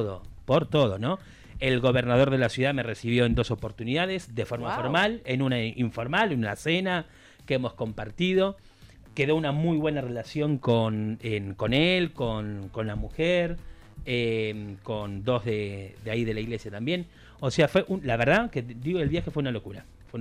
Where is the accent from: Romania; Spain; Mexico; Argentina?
Argentina; Cuando te escuchan hablar italiano, que se dan cuenta que no sos italiano, obviamente, te preguntan de dónde sos. ¿Cuándo le decís que sos argentino?